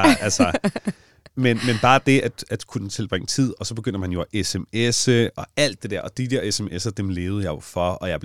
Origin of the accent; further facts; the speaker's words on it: Allinge, Capital Region of Denmark, Denmark; og ikke bare i Allinge, hvor jeg kommer fra, men på hele øen